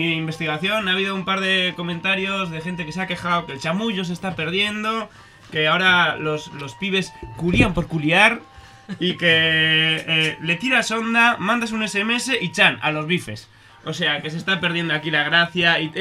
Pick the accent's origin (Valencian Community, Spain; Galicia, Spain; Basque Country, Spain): Basque Country, Spain; como los vascos se nos da esto también, ¿verdad?